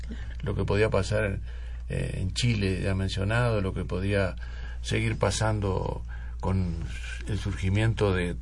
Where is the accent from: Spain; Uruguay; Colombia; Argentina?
Uruguay; a la vez que yo, como uruguayo, siempre introducía algo de lo que pasaba en Uruguay